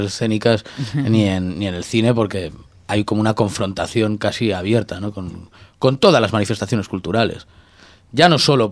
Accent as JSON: {"language": "Spanish", "town": "Santander", "region": "Cantabria", "country": "Spain", "said": "Y lo hemos grabado en Santander, en mi tierra."}